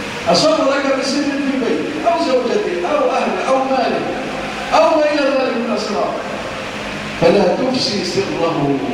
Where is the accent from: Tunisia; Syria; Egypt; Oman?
Egypt; اللهم اجعل بلادنا مصر آمنة مطمئنة وسائر بلاد المسلمين.